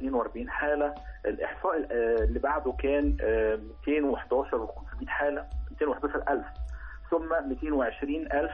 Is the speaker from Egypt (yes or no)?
yes; Egypt; احنا كمجتمع مصري عندنا نسب حالات طلاق بتزداد من سنة الى اخرى